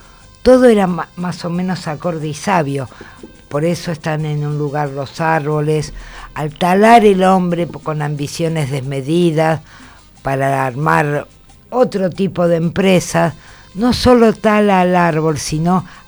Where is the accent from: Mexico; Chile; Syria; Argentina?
Argentina; Buenos Aires; Yo he nacido acá, soy una mujer de Capital